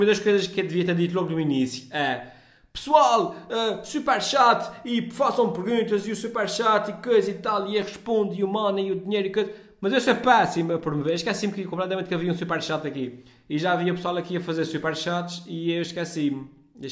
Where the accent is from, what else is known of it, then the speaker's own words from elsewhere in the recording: Azores, Portugal; accent: Micaelense; Até porque acho que a minha pronúncia é perceptível, e se entrasse em ficção nacional, obviamente que eu tentava falar ainda mais assim, de uma forma mais perceptível. Mas pronto, os gajos dobram a nossa pronúncia, vêm filmar para os Açores e dobram a pronúncia dos micalenses.